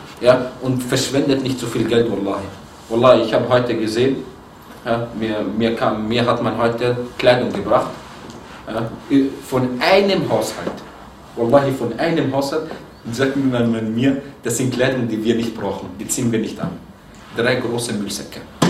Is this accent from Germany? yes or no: no; Egypt; Ich bin Ägypter, du bist Ägypter.